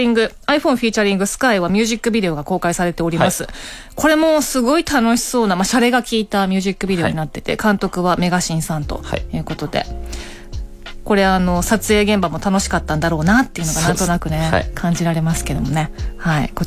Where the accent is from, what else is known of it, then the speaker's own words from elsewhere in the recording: Oita, Japan; そう、私大分出身で。